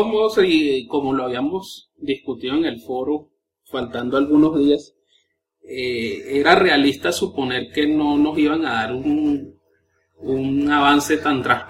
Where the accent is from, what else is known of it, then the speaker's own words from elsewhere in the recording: Venezuela; now in Colombia; Venezolano viviendo en Colombia.